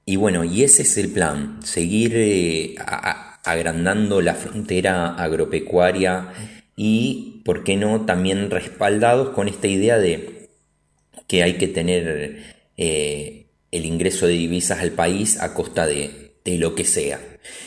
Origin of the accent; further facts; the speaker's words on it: Rosario, Santa Fe, Argentina; los que somos rosarinos